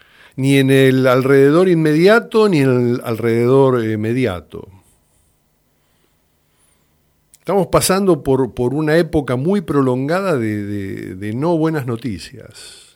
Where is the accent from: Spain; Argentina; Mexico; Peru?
Argentina; percibo que somos un colectivo argentino, un grupo humano con una identidad